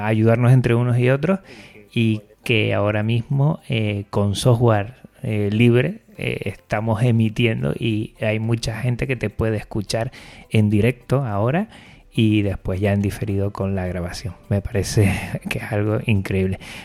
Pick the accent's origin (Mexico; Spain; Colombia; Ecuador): Spain; Canary Islands; aquí tú y yo, Frank, que somos de Canarias